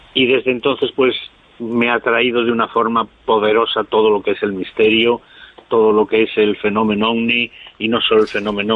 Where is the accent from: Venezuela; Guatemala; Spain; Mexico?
Spain; Galicia; yo soy gallego